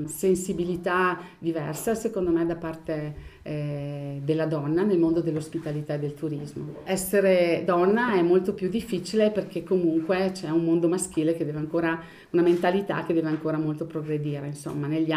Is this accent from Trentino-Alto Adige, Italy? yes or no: yes; Folgaria, Trentino-Alto Adige, Italy; ho 58 anni e sono di Folgaria